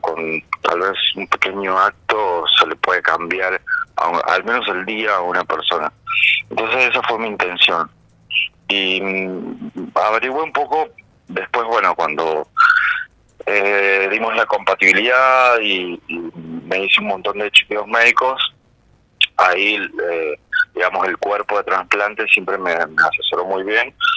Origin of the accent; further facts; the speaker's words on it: Córdoba, Argentina; also born or lived in San Juan; Yo soy de San Juan, me crecí a Córdoba.